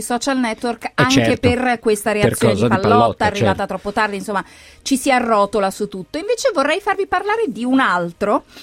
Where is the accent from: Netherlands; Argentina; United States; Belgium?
United States; credo che da americano certe cose colpiscano anche in maniera particolare